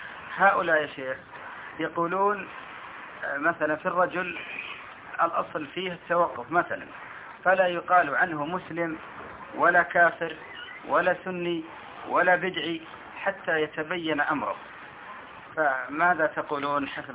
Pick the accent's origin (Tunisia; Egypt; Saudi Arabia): Saudi Arabia; يوجد عندنا في السعودية بعض الفئات